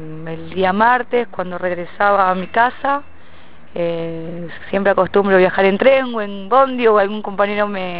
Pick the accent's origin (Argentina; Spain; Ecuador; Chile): Argentina; Lomas de Zamora, Buenos Aires Province; yo soy de Lomas